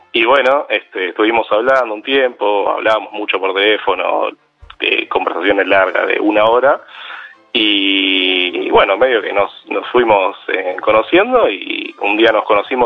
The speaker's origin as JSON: {"language": "Spanish", "region": "Buenos Aires", "country": "Argentina", "said": "ella vivía era de Monte Grande, yo soy de Capital."}